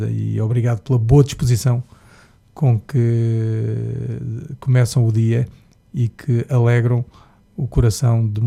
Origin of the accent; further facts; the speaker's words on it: Luanda, Angola; Sabes, eu sou angolano, não é? Eu nasci em Luanda